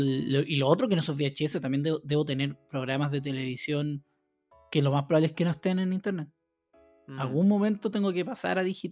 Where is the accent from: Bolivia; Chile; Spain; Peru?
Chile; San Rosendo, Biobío; yo vengo de San Rosendo a comprar a la ciudad